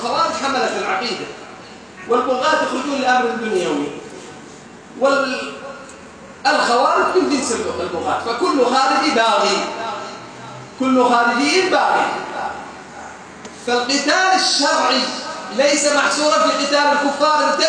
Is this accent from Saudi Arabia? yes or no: yes; Saudi Arabia; والله أنا سعودي مساكين